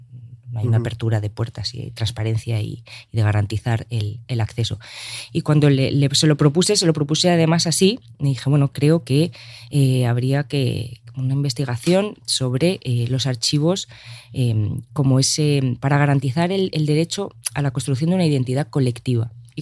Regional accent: Argentina; born there; comprender también la historia de mi país natal, de Argentina

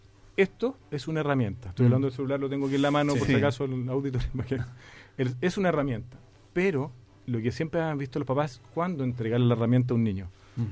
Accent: Chile; como buen chileno

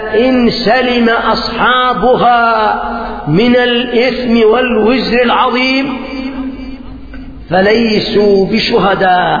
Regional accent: Yemen; الثورة التي قيمت عندنا باليمن

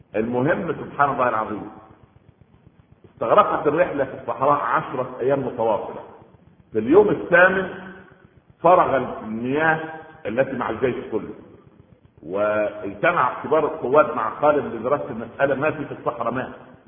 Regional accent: Egypt; عندنا في مصر العوام من الناس يقول لك

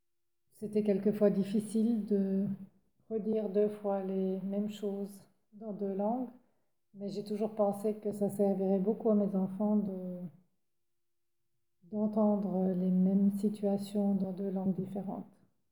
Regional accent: Grand Est, France; now in Basel, Switzerland; je suis revenue dans mon canton d'origine, dans mon pays d'origine, à Bâle-Ville.

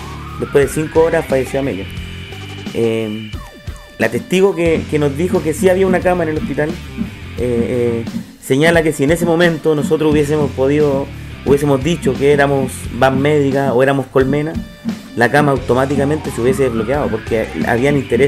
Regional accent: Valparaíso, Chile; soy del Cerro Las Cañas, vivo ahí toda la vida, he vivido en el Cerro Las Cañas, cerro el cual fue afectado por el mega incendio en el año 2014.

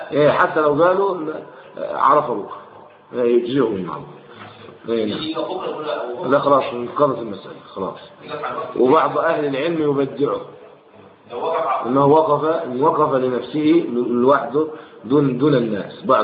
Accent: Egypt; يعني هل يقال عندنا في مصر 100 مليون بني ادم؟

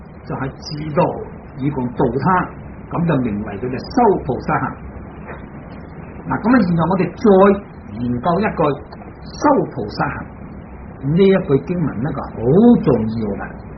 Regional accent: China; 我哋中国人拜佛就舒服啦

